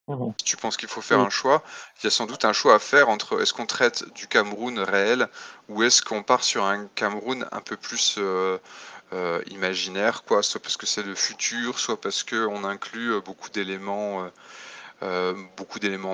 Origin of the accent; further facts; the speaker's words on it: France; moi je suis français et je suis auteur de jeux de rôle